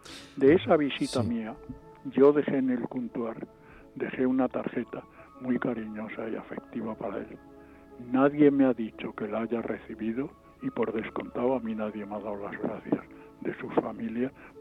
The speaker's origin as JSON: {"language": "Spanish", "country": "Spain", "said": "yo me siento muy español, muy clarito, y desde luego en mí no va a haber nunca ni mentira ni traición a mis Españas."}